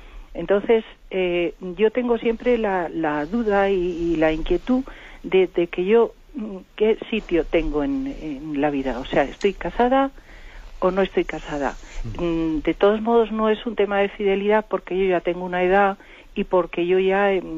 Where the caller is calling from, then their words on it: Madrid, Community of Madrid, Spain; Buenos días … de Madrid.